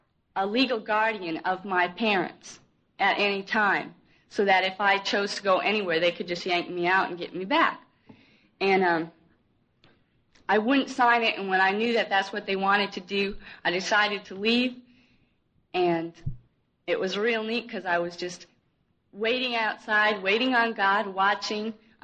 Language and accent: English; Bird Island, Minnesota, United States; I come from Bird Island, Minnesota. It's a small town in south central Minnesota.